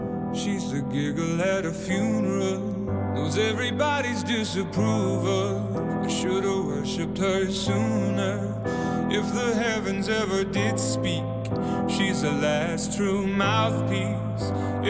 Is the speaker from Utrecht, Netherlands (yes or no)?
no; Kampen, Overijssel, Netherlands; ik kom uit Kampen, dus ik ken wat kerken van binnen.